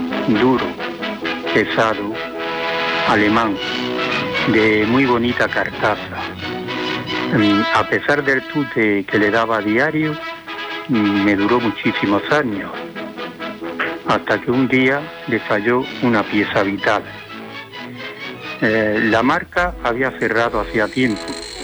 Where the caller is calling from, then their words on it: Granada, Andalusia, Spain; de Granada.